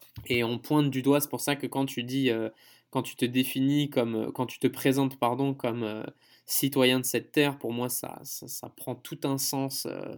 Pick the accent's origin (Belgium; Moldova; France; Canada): France